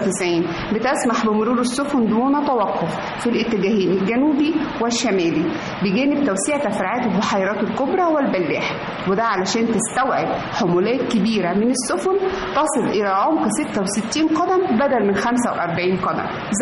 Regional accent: Egypt; فاكرين كلنا كمصريين اشترينا شهادات الاستثمار الخاصة بقناة السويس؟

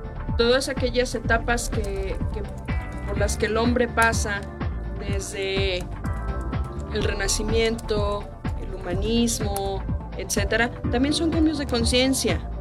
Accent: Mexico; todos nosotros como mexicanos pues lo conocemos

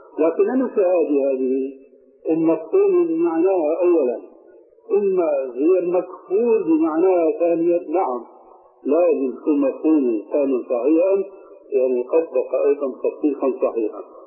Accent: Syria; ونحن عندنا في الشام

